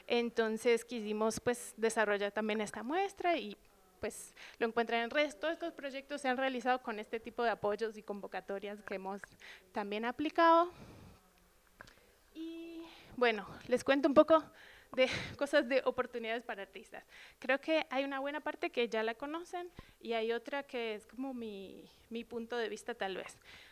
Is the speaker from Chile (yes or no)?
no; Argentina; pues yo trabajo acá hace ya 8 años, soy de Argentina